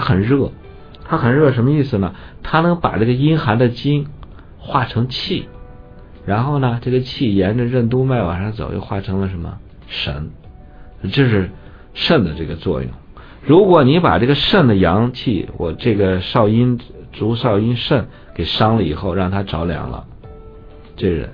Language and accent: Chinese; Beijing, China; 还有我们北京人种的那个丝瓜